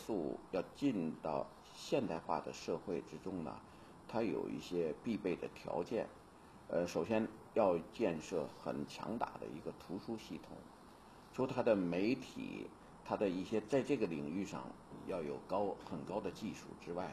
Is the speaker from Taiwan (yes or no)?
no; China; born there; moved away as an adult; 连包括像我这样的出生在中国的人到了海外，回到中国，就觉得非常非常大的这个发展是令人震惊的